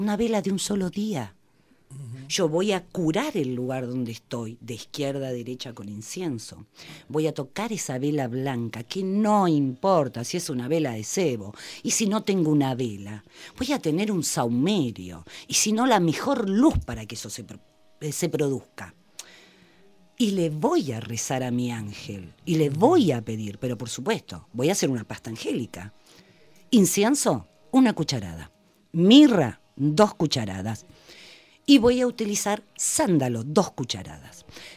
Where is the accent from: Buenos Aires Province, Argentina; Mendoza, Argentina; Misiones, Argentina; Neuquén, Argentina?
Buenos Aires Province, Argentina; Quilmes; Yo soy de Quilmes y nosotros tenemos un lugar que se llama Yostan.